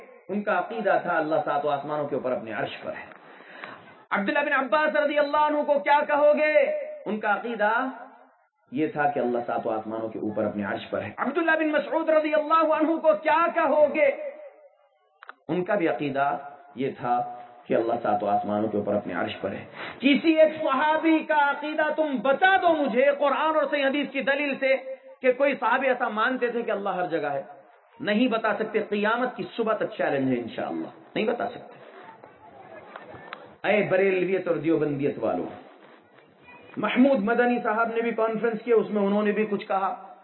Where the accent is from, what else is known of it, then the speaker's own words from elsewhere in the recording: Hyderabad, Telangana, India; میں حیدرآباد سے ہوں, دکن ہندوستان کے.